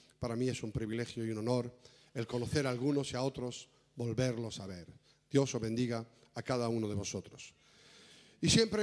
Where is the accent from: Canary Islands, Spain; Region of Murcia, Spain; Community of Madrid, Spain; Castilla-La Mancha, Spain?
Region of Murcia, Spain; Cartagena; born there; now in Valencia, Spain; nací en Cartagena, vivimos en Valencia